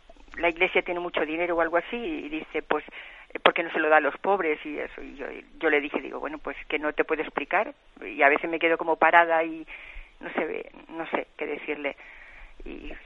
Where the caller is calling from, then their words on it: Balearic Islands, Spain; de Mallorca.